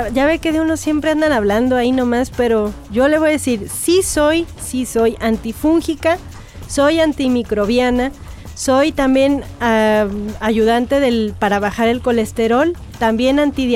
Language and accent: Spanish; Sri Lanka; Spanish is a second language; now in Mexico; yo vengo, fíjese, de Oriente, que le contaba ahorita, pues de Sri Lanka es como el lugar más aceptado de donde yo vengo. Antes se llamaba Ceilán y ahora es Sri Lanka, que también pues está ya cerquita de la India y de Asia.